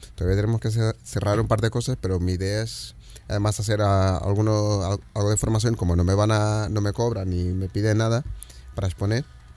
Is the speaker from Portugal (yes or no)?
yes; Lisbon, Portugal; Spanish is a second language; also born or lived in Cape Verde; yo vivía en Lisboa. Es verdad que no soy un portugués al uso tampoco, por la parte esta de migración. Claro, yo en realidad nací en Cabo Verde. Parte de mi familia es africana.